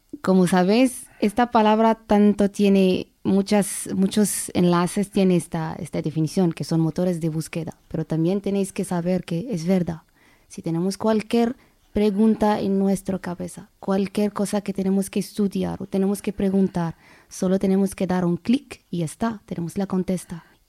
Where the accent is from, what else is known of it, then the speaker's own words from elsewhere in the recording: Morocco; Spanish is a second language; now in Spain; Soy una marroquí. Bueno, acudo al español porque tengo que saber lo que pasa en España, ya que es mi país de residencia. Mi segundo país, por supuesto.